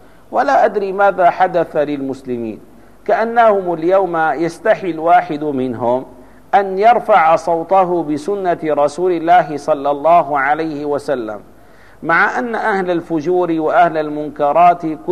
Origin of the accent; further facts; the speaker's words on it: Damascus, Damascus Governorate, Syria; مثلا عندنا في دمشق ترى أن الناس يهتمون